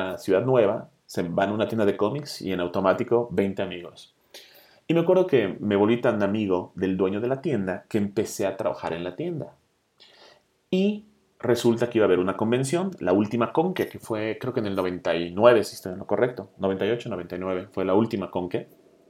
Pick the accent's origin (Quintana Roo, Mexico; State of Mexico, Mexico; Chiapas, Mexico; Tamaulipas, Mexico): Quintana Roo, Mexico; Cancún; also born or lived in United States; now in Mexico City, Mexico; yo vivía obviamente en los Estados Unidos por un tiempo, me vine a vivir a Cancún, y de ahí soy, yo soy de Cancún. Y de ahí me vine a vivir al DF